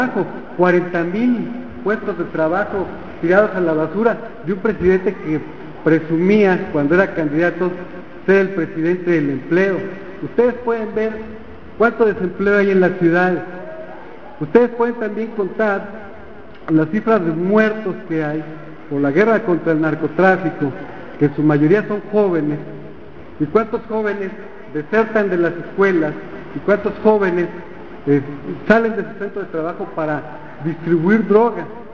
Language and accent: Spanish; Mexico; a mí, en lo personal, como muchos mexicanos, nos han ayudado a formarnos una impresión